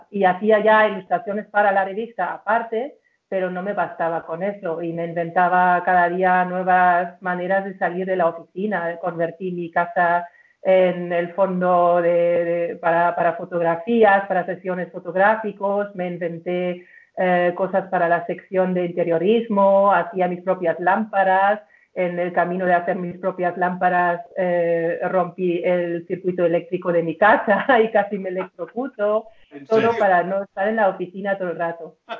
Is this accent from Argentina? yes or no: no; Germany; Spanish is a second language; moved away as an adult; now in Spain; Y soy alemana, afincada aquí desde 2001. Y antes estudié diseño en Nuremberg, diseño gráfico, me especialicé en ilustración. Luego trabajé en una revista femenina en Hamburgo